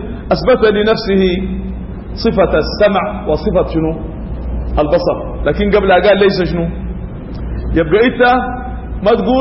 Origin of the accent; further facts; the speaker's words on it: Sudan; يعني شنو عندنا في السودان بيقولوا على أطرس؟